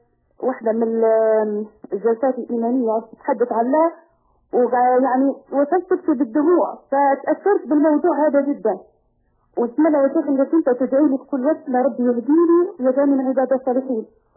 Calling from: Italy; من إيطاليا،

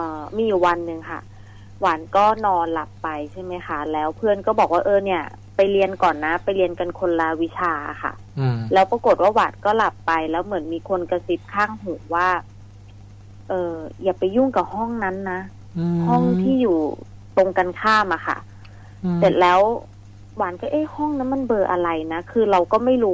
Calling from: Bangkok, Thailand; กรุงเทพค่ะ

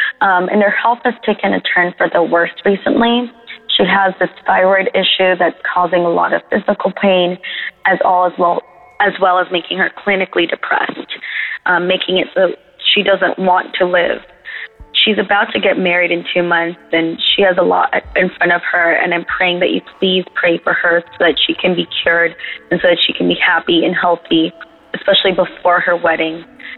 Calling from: New York City, New York, United States; I'm calling from New York City.

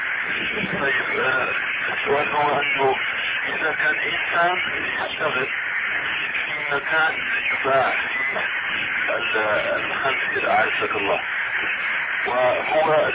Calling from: United States; أنا أتكلم معك من أمريكا وعندي سؤال.

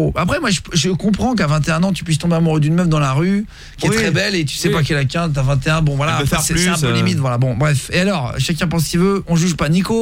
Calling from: Normandy, France; qu'est-ce qu'on a comme vache, nous, chez nous, en Normandie

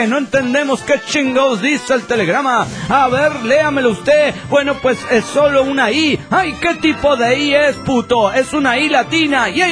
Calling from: Mexico City, Mexico; del DF mexicano.

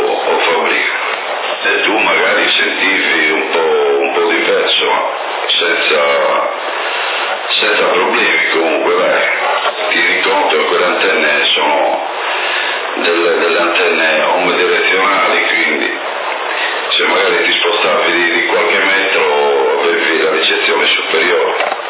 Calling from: Trentino-Alto Adige, Italy; però io da Trentino ti sentivo senza nessun problema

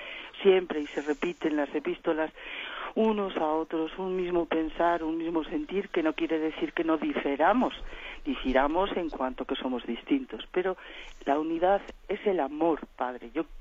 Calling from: Valladolid, Castile and León, Spain; de Valladolid.

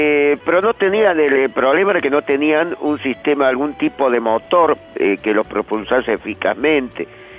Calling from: Córdoba, Argentina; Le estoy hablando desde Córdoba … de Barrio Observatorio.

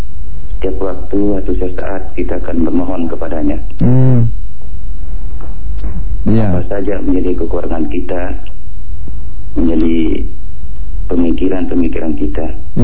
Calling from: West Nusa Tenggara, Indonesia; Saya dari NTB.

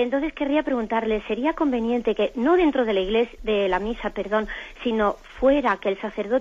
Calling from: Madrid, Community of Madrid, Spain; de Madrid

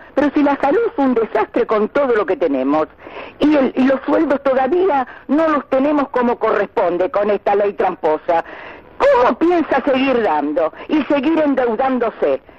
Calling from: Wilde, Buenos Aires Province, Argentina; de Wilde.

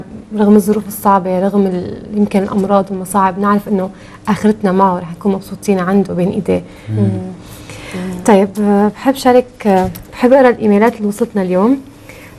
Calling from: Minya, Minya Governorate, Egypt; من المنيا من مصر، وحشتوني كثير

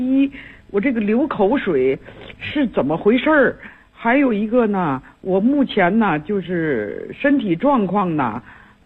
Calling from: Tianjin, China; 我是天津的这个学员

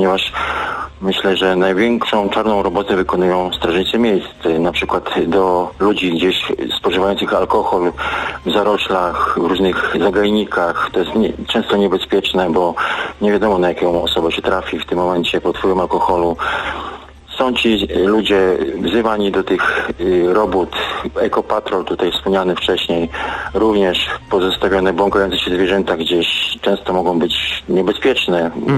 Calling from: Jastrzębie-Zdrój, Silesian Voivodeship, Poland; Ja z Jastrzębie-Zdrój.

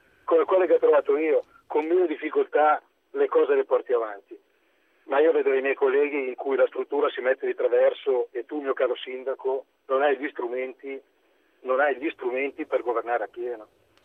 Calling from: Lombardy, Italy; voto agghiacciante anche da Lombardo.

